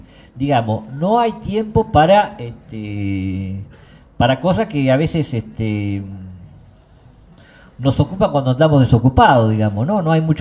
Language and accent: Spanish; Argentina; cuando vienen que somos argentinos, ya te sale el tema